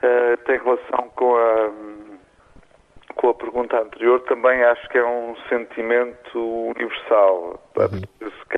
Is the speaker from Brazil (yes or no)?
no; Portugal; also born or lived in Iran; Passei aqui a maior parte da minha vida. Eu vim para Portugal muito pequeno, nasci no Irão, os meus pais são iranianos, mas, quer dizer, a minha identidade foi construída aqui